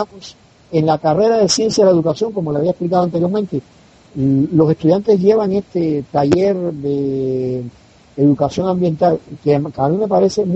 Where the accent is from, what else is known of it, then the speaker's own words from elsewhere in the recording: Havana, Cuba; now in Santa Cruz de la Sierra, Bolivia; aunque yo vivo en Santa Cruz de la Sierra, pero yo soy cubano, nací, viví ahí bastante tiempo, y en una isla